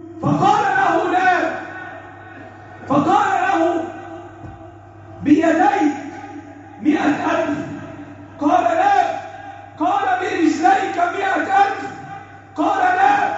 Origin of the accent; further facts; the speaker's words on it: Egypt; اللهم احفظ بلدنا مصر